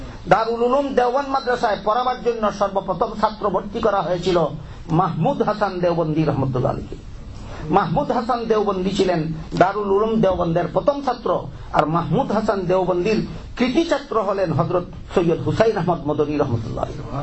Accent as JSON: {"language": "Bangla", "country": "Bangladesh", "said": "আমাদের বাংলাদেশি ভাষায় কয় বাং দেওয়া"}